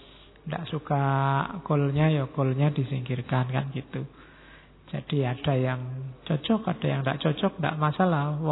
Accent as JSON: {"language": "Indonesian", "region": "Java", "country": "Indonesia", "said": "Ya, karena saya orang Jawa, ngertinya referensi-referensi Jawa."}